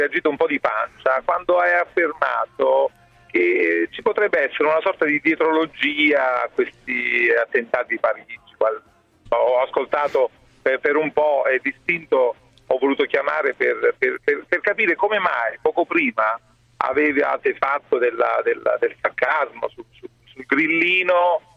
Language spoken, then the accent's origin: Italian; Salerno, Campania, Italy; now in Perugia, Italy; Io vivo a Perugia, sono di Salerno